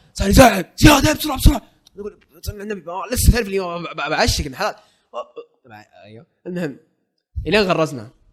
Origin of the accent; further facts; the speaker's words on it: Jeddah, Makkah Province, Saudi Arabia; يا عمي احنا من جده.